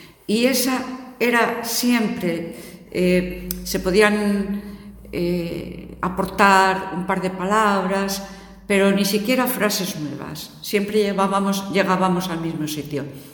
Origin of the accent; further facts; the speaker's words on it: Gijón, Asturias, Spain; also born or lived in Ribadesella; Nací en Ribadesella, por si queréis algún dato así más aquello, pero desde que tenía 2 años llevo viviendo en Gijón.